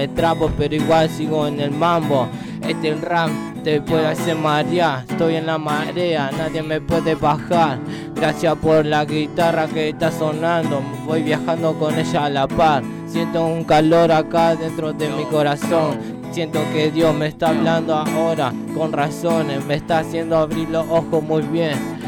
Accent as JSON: {"language": "Spanish", "town": "Rosario", "region": "Santa Fe", "country": "Argentina", "said": "Yo soy leproso, soy rosarino, aguante Bellavista, zona este."}